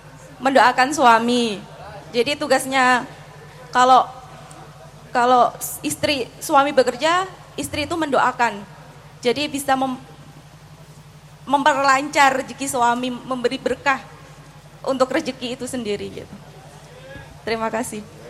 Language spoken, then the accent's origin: Indonesian; Demak, Central Java, Indonesia; also born or lived in Medan; Saya tuh dari Medan, tapi saya asli Demak.